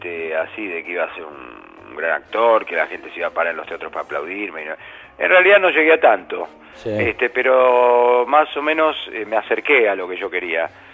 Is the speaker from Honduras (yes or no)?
no; Buenos Aires, Argentina; Sí. Estuve una época viviendo en El Viso, pero yo nací acá y ahora vivo en Núñez.